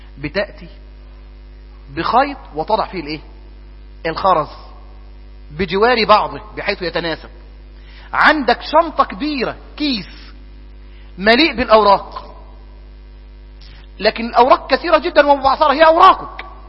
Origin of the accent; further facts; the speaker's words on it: Egypt; ونحن كطابع مصري نحب جدا الفقه المدلل